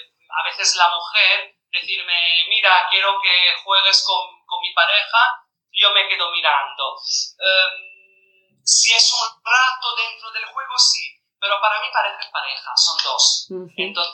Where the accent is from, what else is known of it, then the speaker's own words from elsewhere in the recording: Italy; Spanish is a second language; A ver, yo soy italiana.